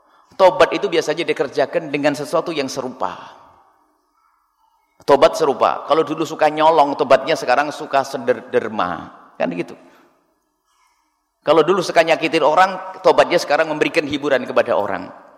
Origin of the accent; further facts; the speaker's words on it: Java, Indonesia; orang Jawa, saya Jawa, orang Jawa ya harus dihentikan itu.